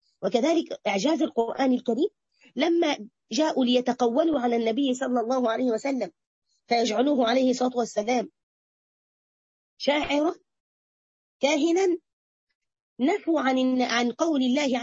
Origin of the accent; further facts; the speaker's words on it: Egypt; عندنا في مصر بس على فكرة سبحان الله